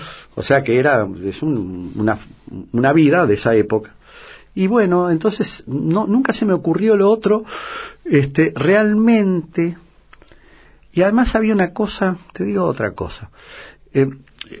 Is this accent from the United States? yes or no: no; Uruguay; now in Buenos Aires, Argentina; Los uruguayos piensan que soy porteño, los porteños que soy uruguayo, porque claro, la mitad de mi vida ha estado acá, mis hijas están acá. Yo no, yo políticamente y históricamente me reconozco como oriental